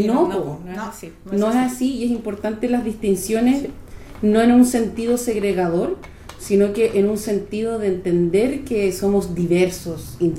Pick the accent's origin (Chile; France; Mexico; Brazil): Chile; me refiero como sociedad chilena